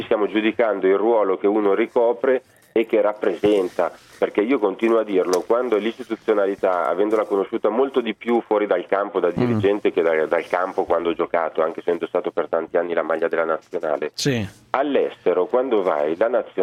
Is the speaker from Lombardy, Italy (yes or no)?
yes; Lombardy, Italy; essendo brianzolo anch'io, anche le battute in dialetto tante volte si fanno